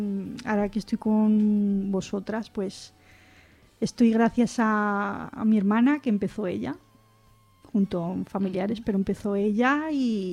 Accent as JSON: {"language": "Spanish", "town": "La Madalena", "country": "Spain", "tie": "born or raised there", "said": "yo cuando era pequeña yo vivía aquí en La Madalena."}